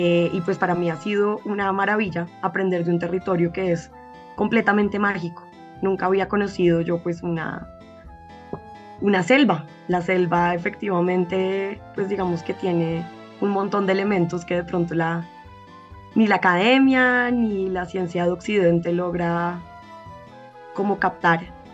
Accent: Bogotá, Colombia; nosotros pues venimos de Bogotá, un caos de cemento, y pues es bien distinta la forma de vida

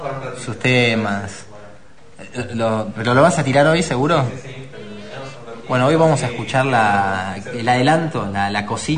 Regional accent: Buenos Aires, Argentina; que dice que no somos los únicos porteños

